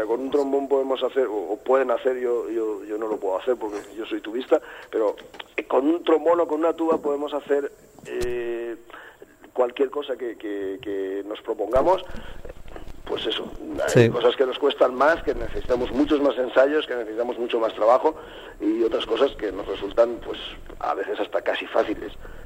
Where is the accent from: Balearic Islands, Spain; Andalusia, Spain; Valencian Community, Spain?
Valencian Community, Spain; Nosotros, muchos de los del grupo, somos valencianos.